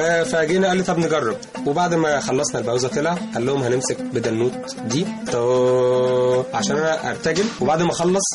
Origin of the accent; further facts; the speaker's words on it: Egypt; لازم نكون نستاهل ان احنا مصريين.